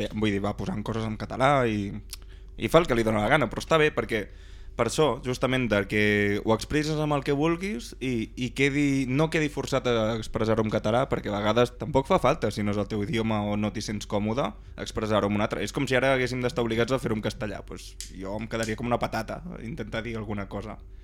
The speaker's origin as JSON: {"language": "Catalan", "town": "Barberà del Vallès", "region": "Catalonia", "country": "Spain", "said": "Bé, com que som de Barberà, doncs algunes coses aprenem a vegades."}